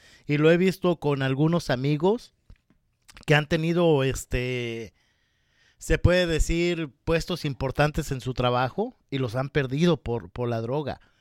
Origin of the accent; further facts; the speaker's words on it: Mexico; Ahorita que hablas del resistol, en México le decimos resistol 5000. Y yo recuerdo que cuando salíamos de la secundaria, como a la edad de unos 13, 14 años